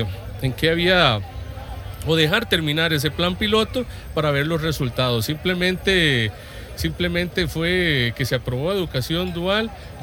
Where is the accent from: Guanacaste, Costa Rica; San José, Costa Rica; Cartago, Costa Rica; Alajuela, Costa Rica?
Guanacaste, Costa Rica; Santa Cruz; soy de Santa Cruz, Guanacaste, soy profesor de inglés.